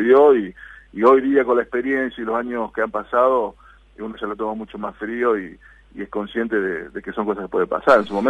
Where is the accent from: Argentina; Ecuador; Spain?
Argentina; Concepción del Uruguay, Entre Ríos; born there; el campus, como te dije, es en Concepción del Uruguay, Entre Ríos, de mi ciudad natal